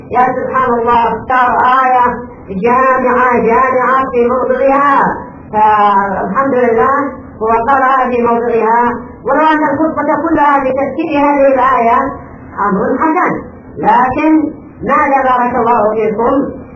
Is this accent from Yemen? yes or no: yes; Yemen; وهذا نصام ايضا بين الشيعه عندنا في اليمن وبين اهل السنه الشافعيه،